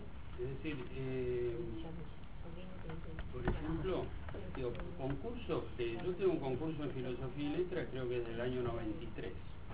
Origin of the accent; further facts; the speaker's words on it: San Miguel, Buenos Aires Province, Argentina; Yo soy de San Miguel. Siempre he dado de San Miguel.